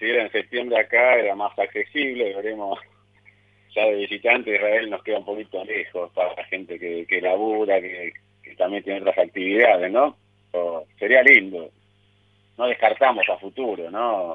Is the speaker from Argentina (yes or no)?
yes; Argentina; born there; donde tengo a mi viejo que era rumano, justamente, pero bueno, obviamente nacimos acá, uno hincha por Argentina siempre